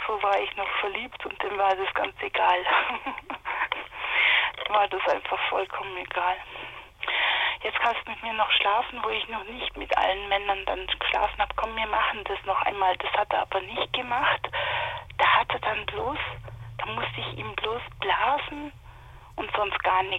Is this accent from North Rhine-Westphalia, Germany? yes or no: no; Marktoberdorf, Bavaria, Germany; Und da bin ich eigentlich geboren in Marktoberdorf.